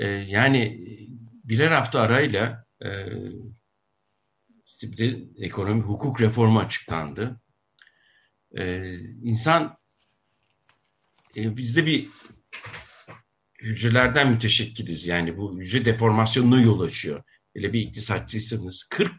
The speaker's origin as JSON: {"language": "Turkish", "town": "Akşehir", "region": "Konya", "country": "Turkey", "said": "Bakın ben yani Nasrettin Hoca'nın torunuyum, Akşehirliyim."}